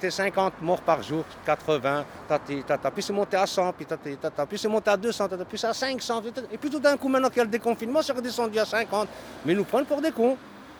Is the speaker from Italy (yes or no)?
no; Morocco; now in Belgium; Chez nous, au Maroc, ils le font. Hein. Pourtant, on est pauvres, hein, mais bon.